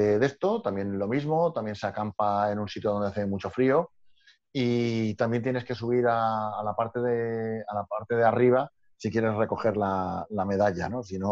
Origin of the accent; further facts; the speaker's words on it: Valencia, Valencian Community, Spain; yo, venimos de Valencia y tal, con nuestras 125 y otra vez para 200.